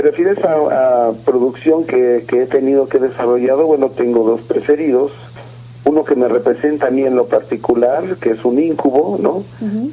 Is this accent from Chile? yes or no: no; Mexico City, Mexico; lo que somos los chilangos, digamos, ¿no?